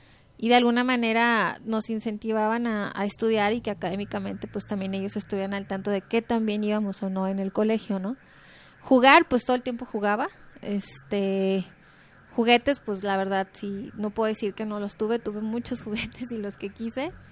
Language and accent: Spanish; Guadalajara, Jalisco, Mexico; Soy de aquí de Guadalajara